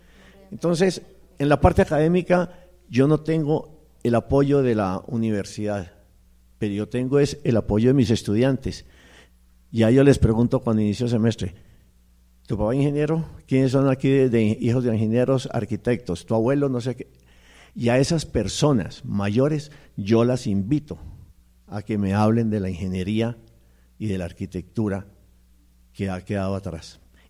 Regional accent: Santander, Colombia; Yo no soy de aquí, yo soy del otro lado del río, es decir, yo soy santandereano. Pero ya llevo aquí 25 años

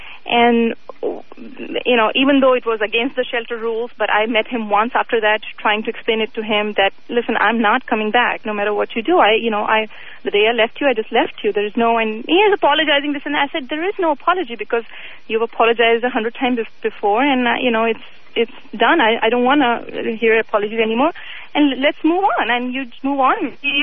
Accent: India; I'm from India, and my ex-husband was from India.

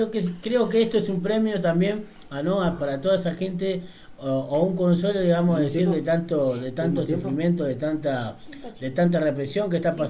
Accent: Argentina; Como todo, así como todo argentino

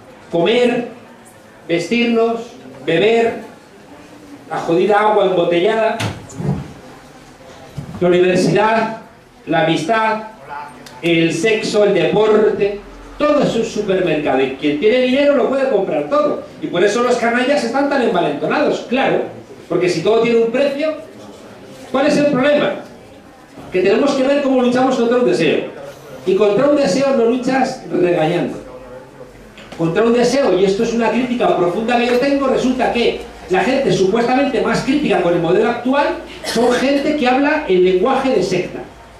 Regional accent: Madrid, Community of Madrid, Spain; Porque yo soy de Madrid y soy consciente

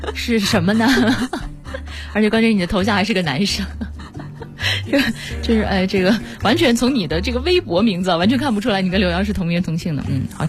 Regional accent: Wuhan, Hubei, China; 对，虽然我是武汉人，但我不太喜欢吃热干面。

